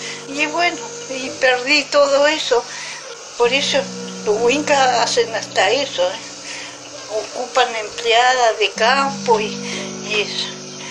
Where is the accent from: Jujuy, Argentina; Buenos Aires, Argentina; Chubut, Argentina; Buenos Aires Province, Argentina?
Chubut, Argentina; Lago Rosario; born there; yo vengo del Lago Rosario, Chubut. Ahí nací. Y perdí todo yo. Ahora estoy aquí.